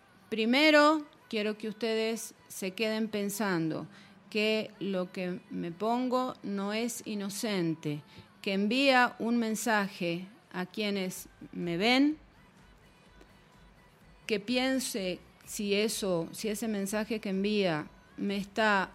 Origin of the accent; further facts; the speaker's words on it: Argentina; Yo vengo de Argentina.